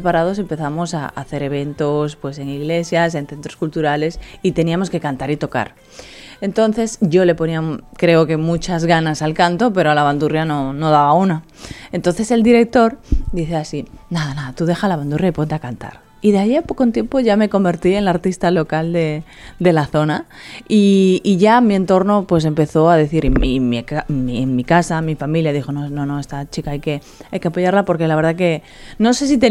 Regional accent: Galicia, Spain; now in Miami, United States; yo estoy rodeada de latinos en Miami. Y claro, yo soy una española gallega del norte.

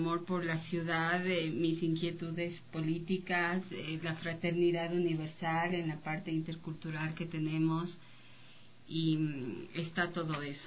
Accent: Quito, Pichincha, Ecuador; yo pienso que como quiteños y equinocciales, volver al tema de los equilibrios en todo es básico

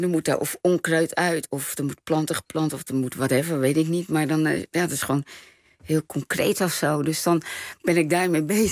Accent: Rotterdam, South Holland, Netherlands; En ik kom uit Rotterdam, Nederland. Dus ik heb geen exotische internationale naam.

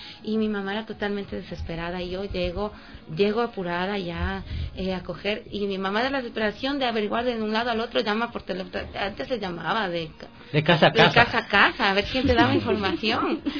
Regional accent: Ecuador; que nos ayuden como ecuatorianos, como buenos ecuatorianos que somos

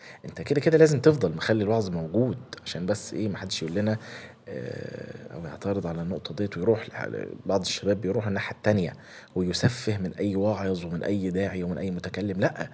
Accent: Egypt; احنا عندنا في مصر هنا

